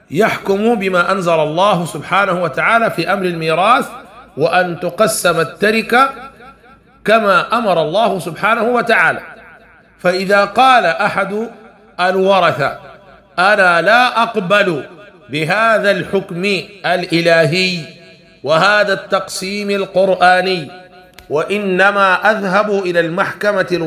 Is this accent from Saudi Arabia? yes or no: no; Sudan; وهذا كان عندنا في السودان قانون الهندي والقانون البريطاني